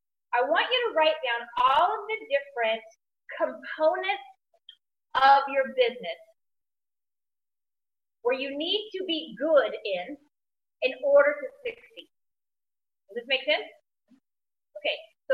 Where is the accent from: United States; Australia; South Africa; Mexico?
Australia; she heard that I was from Australia